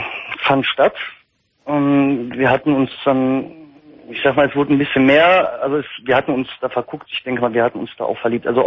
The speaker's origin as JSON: {"language": "German", "town": "Recklinghausen", "region": "North Rhine-Westphalia", "country": "Germany", "said": "Ich komme aus NRW, Recklinghausen."}